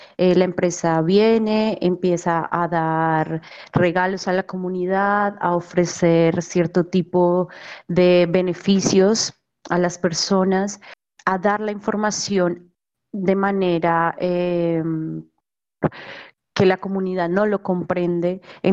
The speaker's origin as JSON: {"language": "Spanish", "town": "Cajamarca", "region": "Tolima", "country": "Colombia", "tie": "born or raised there", "said": "Cajamarca, que es un municipio dentro del departamento del Tolima, de donde yo soy, oriunda."}